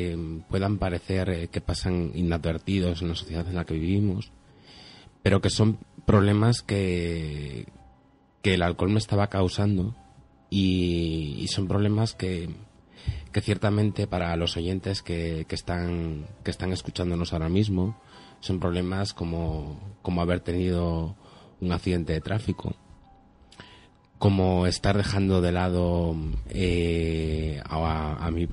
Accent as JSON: {"language": "Spanish", "town": "Torrelavega", "region": "Cantabria", "country": "Spain", "said": "yo tengo 27 años y … soy de aquí de la zona de Torlavega."}